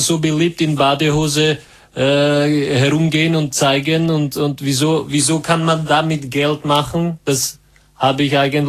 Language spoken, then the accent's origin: German; Czechia; Nein, ich komme aus Tschechien.